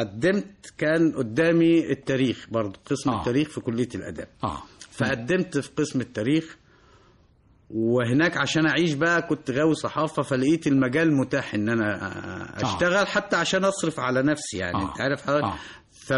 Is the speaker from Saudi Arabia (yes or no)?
no; Egypt; أقول لهم أنا مصري وغريب بينكم ولا أنتمي لا لحركة ولا الميليشيا ولا أنتمي لا موارنة ولا شيعة ولا سنة